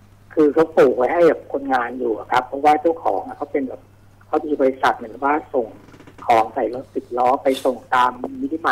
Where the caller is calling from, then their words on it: Nonthaburi, Thailand; อยู่ในห้องนะครับอยู่ที่นนท์